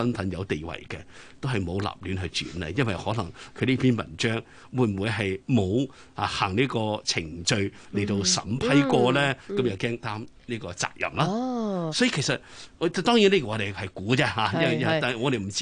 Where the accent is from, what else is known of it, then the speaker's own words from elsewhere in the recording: China; 咁呢個當然好顯然咧係通常我哋中國人嘅傳統